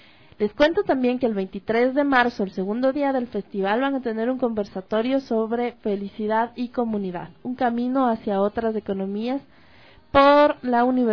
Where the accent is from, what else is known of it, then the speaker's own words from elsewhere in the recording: Ecuador; que sientan que su cultura es valiosa para nosotros como ecuatorianos